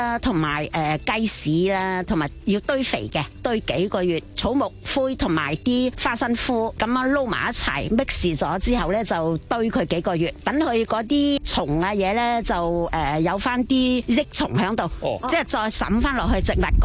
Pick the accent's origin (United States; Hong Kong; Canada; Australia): Hong Kong